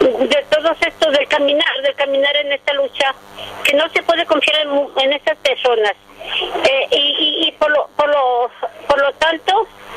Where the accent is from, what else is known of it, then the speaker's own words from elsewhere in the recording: Temacapulín, Jalisco, Mexico; que quieren inundar el pueblo de Temacapulín, donde soy originaria.